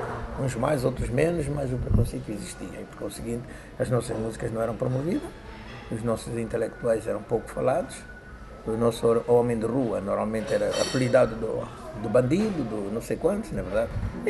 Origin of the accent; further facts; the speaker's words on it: Angola; moved away as an adult; now in Europe; Sim, desde 66 que eu não vivo em Angola.